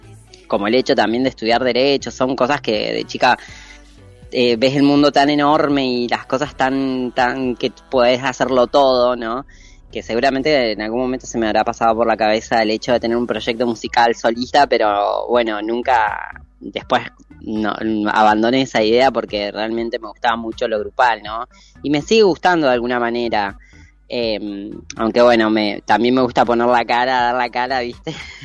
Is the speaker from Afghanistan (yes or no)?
no; Argentina; moved away as an adult; Lo que nos pasa a nosotros los argentines.